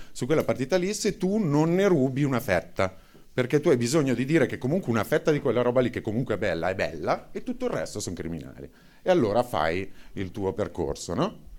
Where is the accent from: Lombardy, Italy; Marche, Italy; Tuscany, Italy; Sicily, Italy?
Lombardy, Italy; Milan; cioè, sono di Milano, per cui non ve lo spiego.